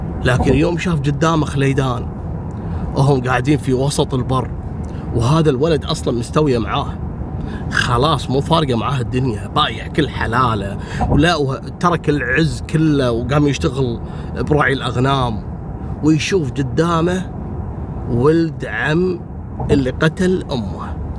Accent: Kuwait; أيام الثمانينات في كثير عراقيين عندنا في الكويت

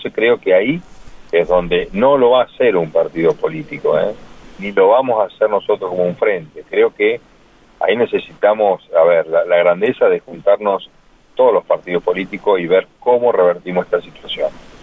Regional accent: Argentina; Son las metas que nosotros nos tenemos que proponer como argentinos.

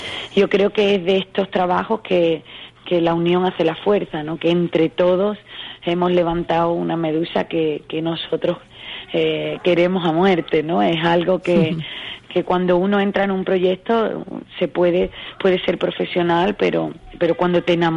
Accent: Cádiz, Andalusia, Spain; después de Sagunto tenemos Cádiz, que es un sitio muy especial por ser mi tierra

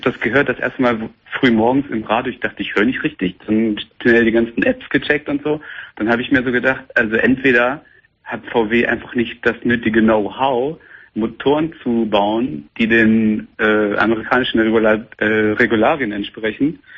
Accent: Wolfsburg, Lower Saxony, Germany; ich rufe an, ich komme aus Wolfsburg.

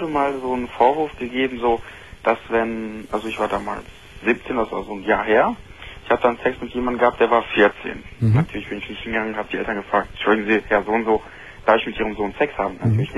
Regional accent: Bonn, North Rhine-Westphalia, Germany; ich komme ja aus Bonn. Bonn ist ja so szenenmäßig nicht viel los. Deshalb fahre ich dann öfters nach Köln

